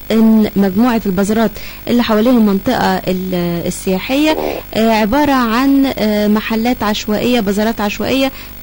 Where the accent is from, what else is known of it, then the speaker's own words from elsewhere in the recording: Cairo, Cairo Governorate, Egypt; عندكم كورنيش النيل زي اللي عندنا في القاهرة؟